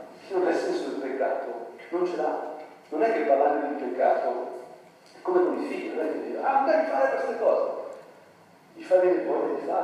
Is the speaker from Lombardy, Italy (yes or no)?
yes; Lombardy, Italy; sono brianzolo